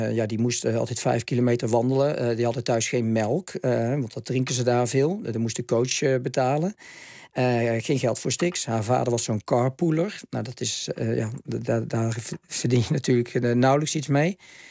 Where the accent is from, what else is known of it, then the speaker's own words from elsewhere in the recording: Netherlands; Alleen wat mijn geluk was, is dat ik uit Nederland kwam, dat ik de Nederlandse dames had gedaan.